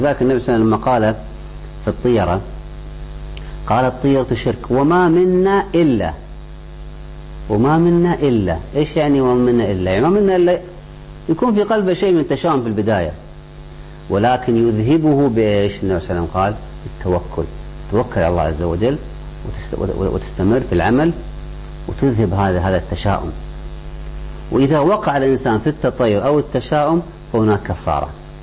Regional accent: Kuwait; عندنا في الكويت، اذهب إلى أي مستشفى حكومي

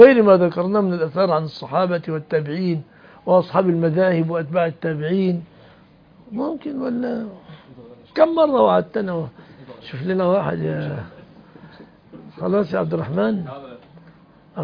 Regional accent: Egypt; أنا رجل مصري لا أعرف مشاكلكم، أنا جاي من مصر

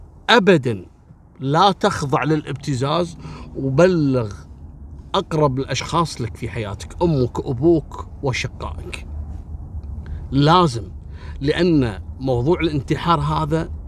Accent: Kuwait; مثل كلمة نيرة أو نيرة، لو عندنا في الكويت نقول نيرة، في بعض البلدان نقول نيرة

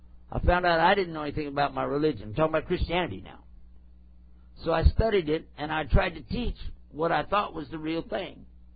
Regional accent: El Paso, Texas, United States; I'm back in my hometown, my home state anyway, and I can speak Texan and everybody knows what I'm talking about.

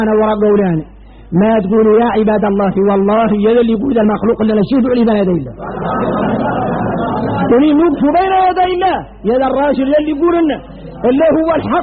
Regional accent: Mauritania; احنا موريتاني لا يحلم عنا هذا

